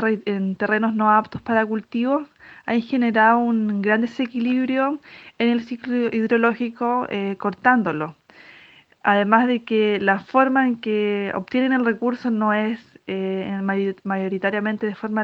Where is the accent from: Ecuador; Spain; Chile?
Chile; Petorca, Valparaíso; soy de la Escuela de Agroecología Germinar, soy de la comuna de Petorca.